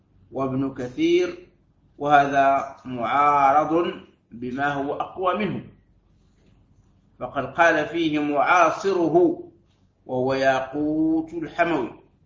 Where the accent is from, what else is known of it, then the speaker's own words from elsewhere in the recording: Algeria; وعندنا في الجزائر يسميها وعدة